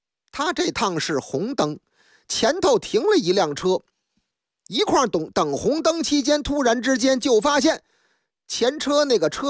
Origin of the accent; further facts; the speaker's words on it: Liangshan, Shandong, China; 头几天在我老家山东梁山县，嚯，这地方出好汉呐